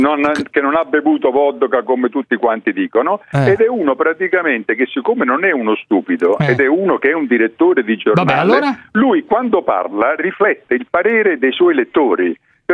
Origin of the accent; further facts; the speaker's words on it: Naples, Campania, Italy; now in Rome, Italy; io sono un napoletano che vive a Roma.